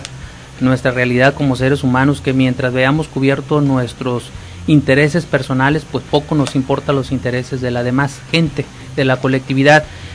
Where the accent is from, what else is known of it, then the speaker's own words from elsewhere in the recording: Mexico; qué nos pasa como mexicanos